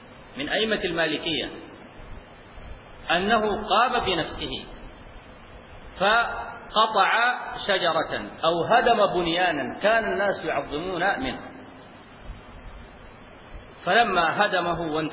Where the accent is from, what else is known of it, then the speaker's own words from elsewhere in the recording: Sudan; في بعض المناطق عندنا في السودان